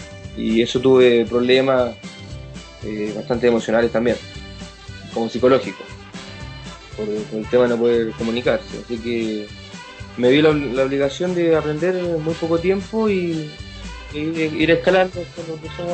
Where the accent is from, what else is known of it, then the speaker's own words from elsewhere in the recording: Chile; Bueno, principalmente era llamativo mi acento, porque sabían que yo era extranjero, y me preguntaba dónde era. Yo le decía de Chile.